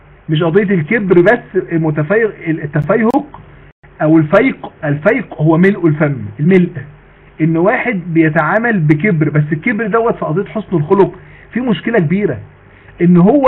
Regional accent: Mansoura, Dakahlia, Egypt; عندنا في المنصورة،

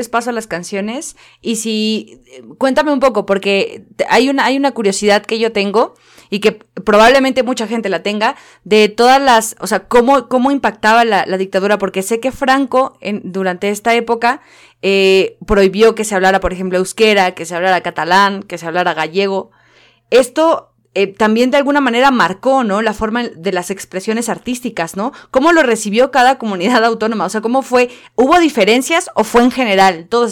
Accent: Mexico; como mexicana lo digo

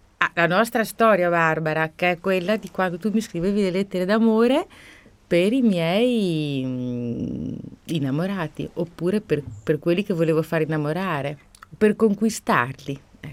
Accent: Emilia-Romagna, Italy; Poi io sono emiliana

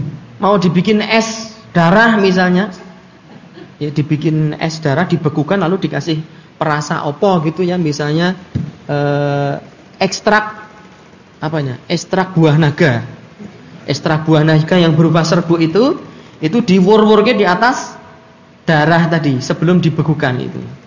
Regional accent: Java, Indonesia; wong saya juga orang Jawa. Asli pakai shot, asli.

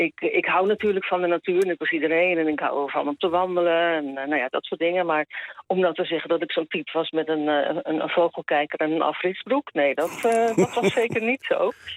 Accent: Zeeland, Netherlands; Nou ja, weet je, dan moet je weten, ik ben een geboren en getogen Zeeuwse.

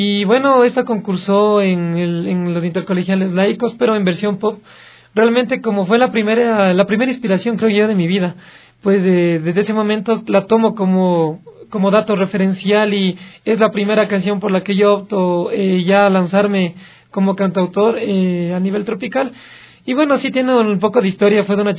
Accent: Quito, Pichincha, Ecuador; born there; Quito, que ha sido donde la ciudad donde yo nací y donde la ciudad donde yo me he puesto más retos.

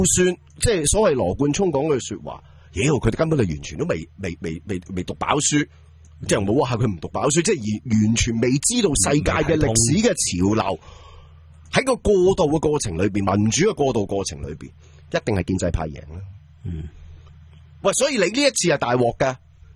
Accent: Hong Kong

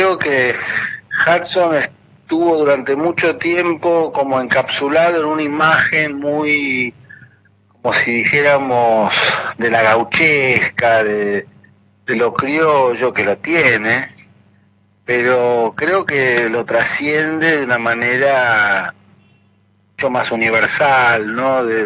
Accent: England, United Kingdom; Si bien yo soy bilingüe, o sea, porque como les contaba, me crié en parte en Inglaterra.

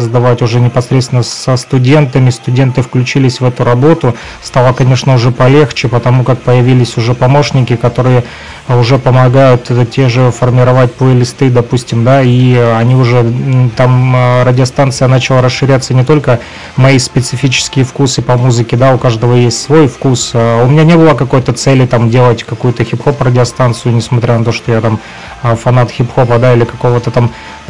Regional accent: Luhansk Oblast, Ukraine; в том числе и мы из ЛНР.

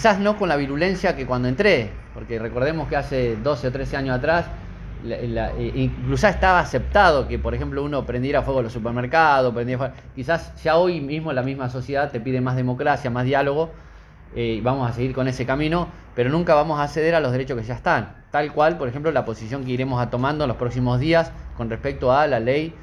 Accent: Trenque Lauquen, Buenos Aires Province, Argentina; de la manera en que me crié en un hogar de niño, en Trenquilauquen.

